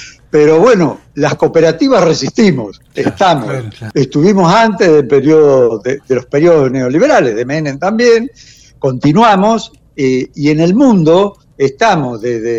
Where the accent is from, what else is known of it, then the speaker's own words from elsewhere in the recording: Buenos Aires Province, Argentina; also born or lived in La Plata; Y ahora ya en mi jubilación volví a mi pueblo y acá estoy en este municipio y en esta región, que es el sudeste de la provincia de Buenos Aires